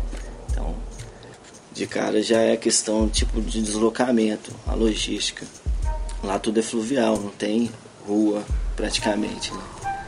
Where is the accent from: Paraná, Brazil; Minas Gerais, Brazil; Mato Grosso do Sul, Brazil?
Minas Gerais, Brazil; Belo Horizonte; tenho 35 anos, sou nascido em Belo Horizonte, me criei na região do Barreiro, no Tirol, e tive a oportunidade de trabalhar na FUNAI nos últimos 11 anos, no Vale do Javari, no sudoeste do Amazonas.